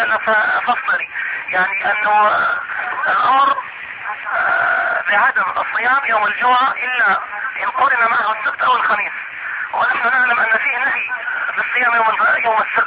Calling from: Mecca, Makkah Province, Saudi Arabia; شيخ انا بكلمك يعني من مكة

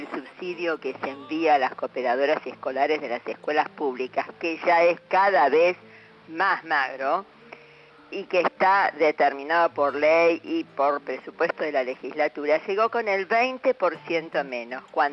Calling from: Santos Lugares, Buenos Aires Province, Argentina; de Santos Lugares.

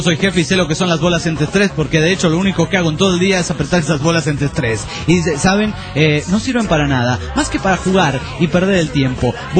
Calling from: Mexicali, Baja California, Mexico; Aquí en México, a los bichos bolas se le conocen como cochinillas

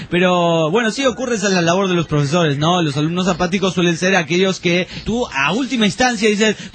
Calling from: Córdoba, Argentina; Soy de la Bulash, Córdoba, Argentina.

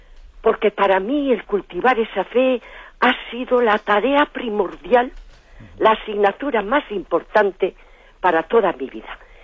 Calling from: Basque Country, Spain; de Guipúzcoa.

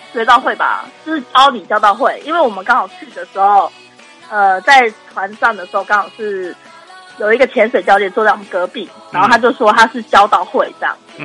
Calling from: Miaoli County, Taiwan; 我是苗栗的

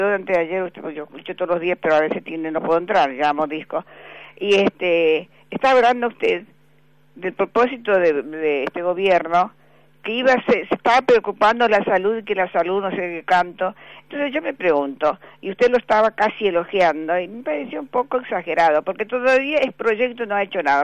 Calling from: Recoleta, Buenos Aires, Argentina; de Recoleta.

